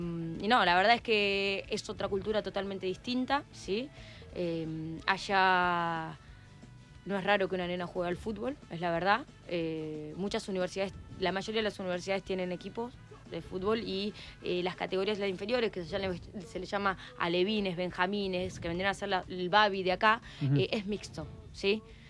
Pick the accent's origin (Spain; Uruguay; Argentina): Argentina; Azul, Buenos Aires Province; En el interior, yo soy de Azul, no soy de acá, entonces él me llevaba...